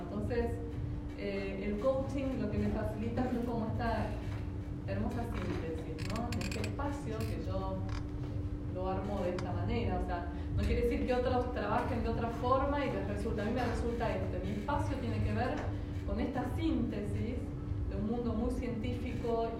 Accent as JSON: {"language": "Spanish", "town": "Bariloche", "region": "Río Negro", "country": "Argentina", "said": "soy de Bariloche, así que desde muy chiquita que compito"}